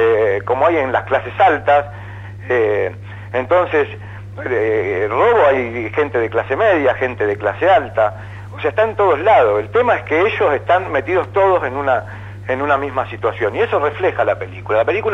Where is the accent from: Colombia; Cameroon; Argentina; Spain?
Argentina; La Plata, Buenos Aires Province; Yo soy de La Plata